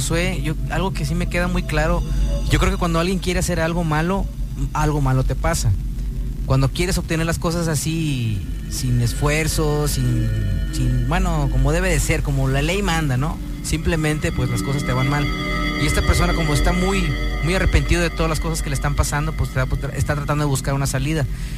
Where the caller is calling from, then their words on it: Monterrey, Nuevo León, Mexico; Nos están escuchando en Santo Domingo, ahí en Monterrey